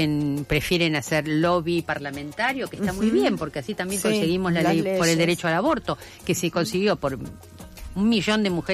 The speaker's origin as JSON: {"language": "Spanish", "country": "Argentina", "said": "Piensen que nosotras como país, Argentina no era un país pobre para las agencias internacionales"}